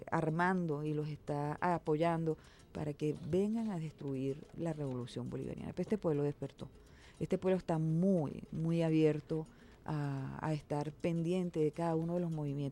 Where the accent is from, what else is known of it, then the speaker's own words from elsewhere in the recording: Venezuela; soy hija de una colombiana … Y yo viví en las dos posibilidades, pocas veces en Colombia, porque nosotros toda la vida vivimos, yo nací aquí en Venezuela, yo soy más de madre colombiana